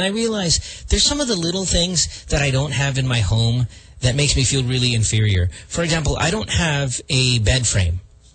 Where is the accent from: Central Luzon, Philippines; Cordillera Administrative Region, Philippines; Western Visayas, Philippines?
Central Luzon, Philippines; I mean, I spent 80% of my life in the Philippines. I should be a little bit more fluent in Filipino. I grew up in Bulacan